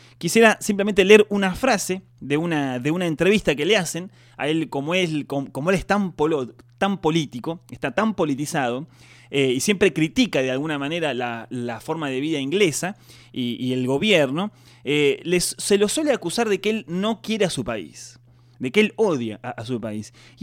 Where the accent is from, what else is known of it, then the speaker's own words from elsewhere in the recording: Argentina; a nosotros como argentinos nos toca mucho